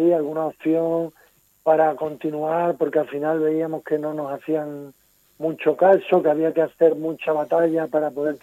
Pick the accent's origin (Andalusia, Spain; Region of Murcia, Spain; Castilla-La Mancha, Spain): Andalusia, Spain; moved away; soy de Andalucía, aunque llevo media vida aquí, pero no tengo tanto arraigo